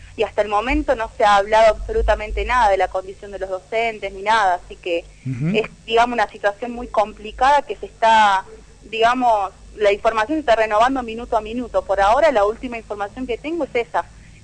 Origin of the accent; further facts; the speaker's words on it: La Rioja, Argentina; No, soy de La Rioja, sí.